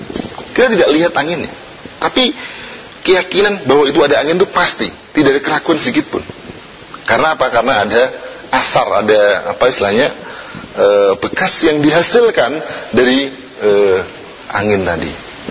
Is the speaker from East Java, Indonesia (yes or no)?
yes; Tuban, East Java, Indonesia; Bapak saya ini aslinya dari Surabaya, dari Jawa Timur, Tuban saya ini, ya.